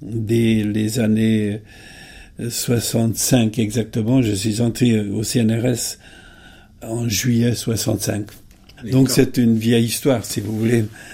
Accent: Hungary; French is a second language; je suis maintenant à la retraite du CNRS et je suis surtout établi physiquement en Hongrie, dont je suis originaire, parce que c'est mon pays natal.

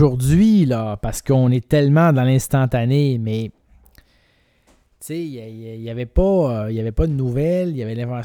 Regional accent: Quebec, Canada; moi je viens du Saguenay, je l'ai dit, OK?

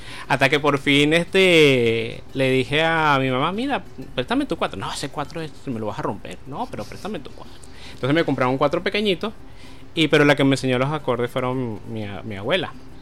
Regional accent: Caracas, Capital District, Venezuela; soy natural aquí de Caracas. Nací aquí en Caracas, el 4 de septiembre, en los Magallanes.

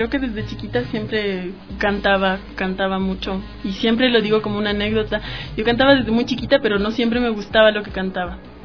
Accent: Quito, Pichincha, Ecuador; moved away as an adult; now in France; soy soprano lírica quiteña y llevo 3 años estudiando en Francia, donde en este momento resido

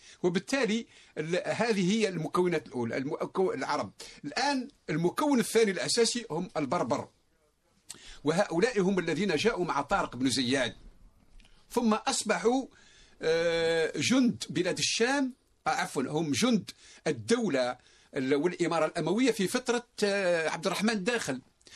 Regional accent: Morocco; مشهورة حتى عندنا في المغرب

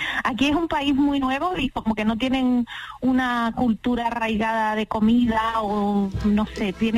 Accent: Córdoba, Andalusia, Spain; now in Wellington, New Zealand; De Córdoba. Nacida en Priego de Córdoba, pero criada en Córdoba.

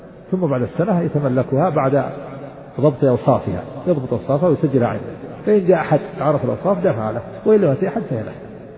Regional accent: Najd, Saudi Arabia; ونحن عندنا في نجد نجعل بدلها الخوص

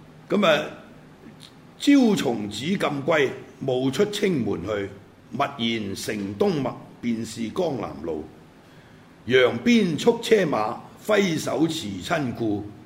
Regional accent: Hong Kong; 譬如我係香港人，咁你話我有鄉，屌我原籍係廣東陸豐大安鄉，咁但係我香港出世噶嘛

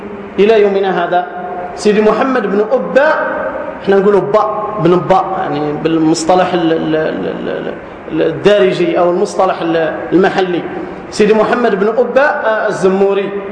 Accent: South, Algeria; خاصة عندنا في الجنوب، بل حتى في الشمال

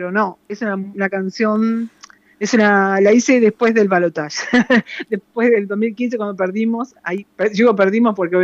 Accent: Colón, Entre Ríos, Argentina; nací a la orilla del río, viví en Colón, que también está el río Uruguay, y después me vine acá al río de la Plata.

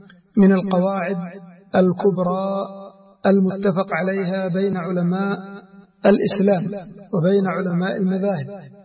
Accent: Yemen; بل هناك في بعض الأماكن عندنا في اليمن في بعض المديريات العرف مثل هذا

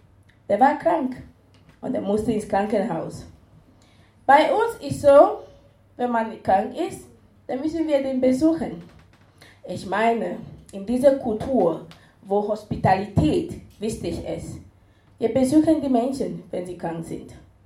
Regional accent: Cameroon; now in Esslingen, Germany; Ich bin in Kamerun geboren und aufgewachsen, lebe seit 11 Jahren in Deutschland, beziehungsweise seit 8 Jahren in Esslingen.

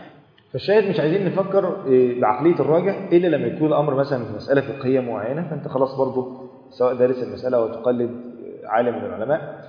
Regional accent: Egypt; وانت عارف الروتين اصلا عندنا في مصر،

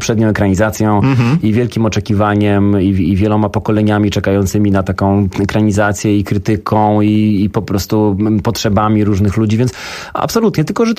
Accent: Zielona Góra, Lubusz Voivodeship, Poland; ja pochodzę z Zielonej Góry i to jest miasto, które zawsze bardziej patrzyło na Berlin niż na Warszawę

